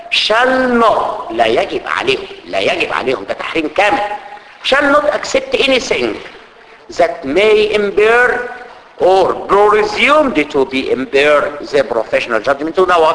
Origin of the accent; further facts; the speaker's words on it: Egypt; عندنا في مصر سوق القطيعه